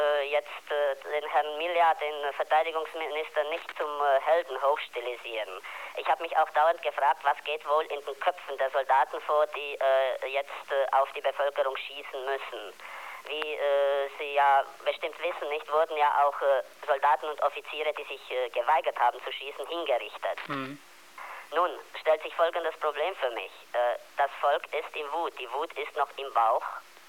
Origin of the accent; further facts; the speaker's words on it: Timișoara, Timiș County, Romania; Ich komme aus Temeswar und ich kenne die Situation dort.